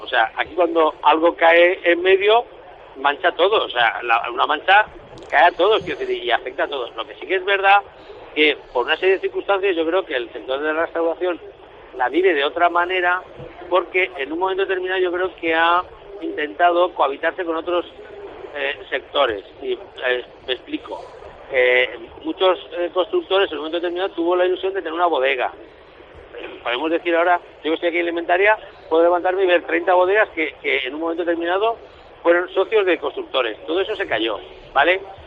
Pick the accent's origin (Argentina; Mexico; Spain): Spain; Valencian Community; Yo soy más valenciano que nadie